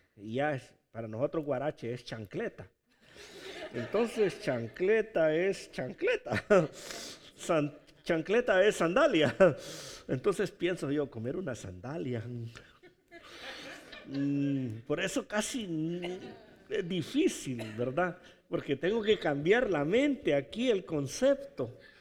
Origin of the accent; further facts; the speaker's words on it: Honduras; muchos nos dicen, tú eres mexicano, no somos hondureños, pero comes comida mexicana, ¿verdad?